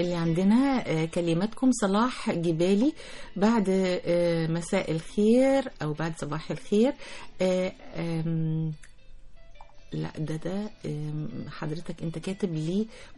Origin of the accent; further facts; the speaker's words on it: Manfalut, Asyut Governorate, Egypt; بس عندنا في أسيوط منفلوط كانت أهم عادة لازم في بيت العروسة